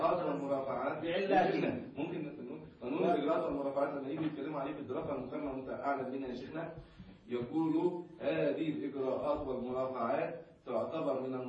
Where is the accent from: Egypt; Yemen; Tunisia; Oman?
Yemen; لكن هنا تزودوا عندنا في اليمن وجعلوا الحق الشخصي